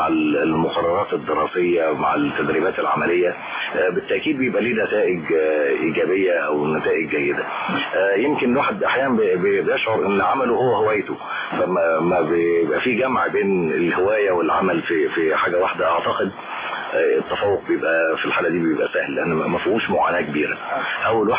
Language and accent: Arabic; Cairo, Cairo Governorate, Egypt; أنا نشأت في القاهرة في منطقة اسمها الحلمية الجديدة، وهي منطقة يعني جزء كبير منها شعبي